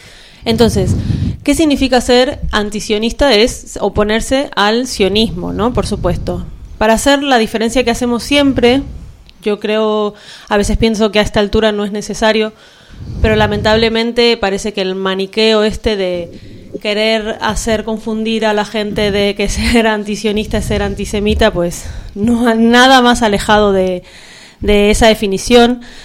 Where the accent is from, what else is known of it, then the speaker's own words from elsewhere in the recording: Argentina; Bueno, me presento … me están pasando la palabra. Soy de Argentina, yo soy judía, bueno, fui a una escuela judía cuando era chica, y soy antisionista desde los 18 años, hace bastante.